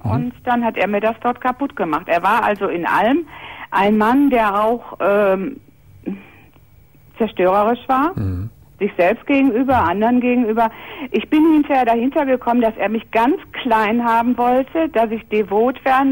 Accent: Essen, North Rhine-Westphalia, Germany; Ich komme also aus Essen und er wohnte ein paar Meter weiter.

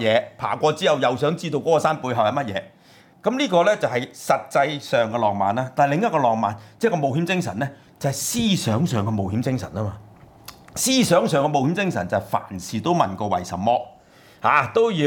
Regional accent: China; 我哋中國人咧，咁其實我哋差不多先生咧係有條件嘅

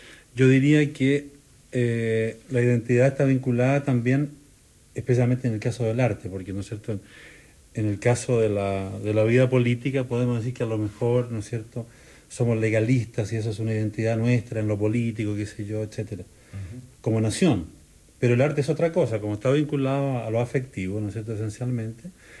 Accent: Santiago, Santiago Metropolitan Region, Chile; yo, por ejemplo, para bien o para mal soy santiaguino, y ni siquiera soy santiaguino, ¿no es cierto?, en toda su extensión, soy santiaguino de un cierto barrio.

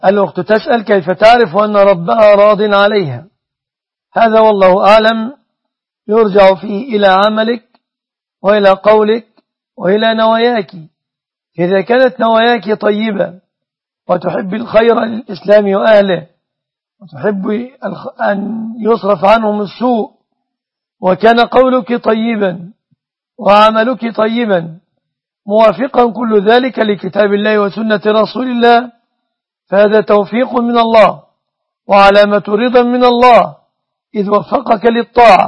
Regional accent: Egypt; أما الوضع عندنا في مصر فعلى النحو المذكور

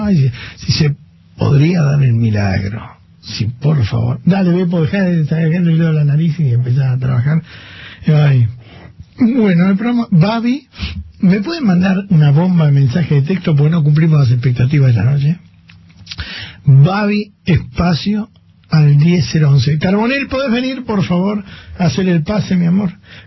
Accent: Santa Fe, Argentina; yo que vengo de Santa Fe

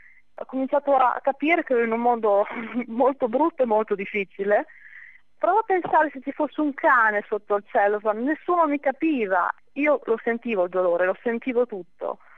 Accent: Bologna, Emilia-Romagna, Italy; sono di Bologna, sono laureata in legge qualche anno fa

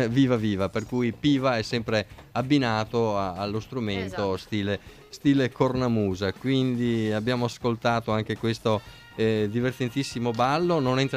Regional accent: Padua, Veneto, Italy; E vedi che noi siamo di Padova, Maurizio

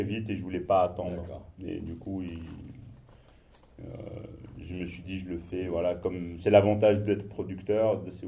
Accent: Morocco; non, moi je suis marocain

